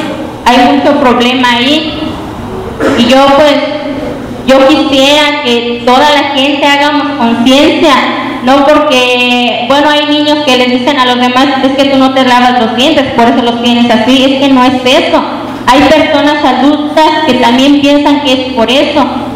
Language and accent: Spanish; San Diego de la Unión, Guanajuato, Mexico; vengo del municipio de San Diego de la Unión.